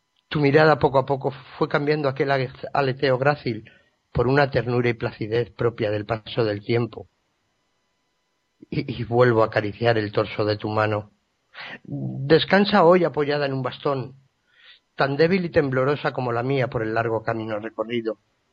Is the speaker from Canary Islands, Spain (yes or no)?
no; Madrid, Community of Madrid, Spain; born there; now in Zaragoza, Spain; aunque nací en Madrid, resido actualmente en la provincia de Zaragoza, en España.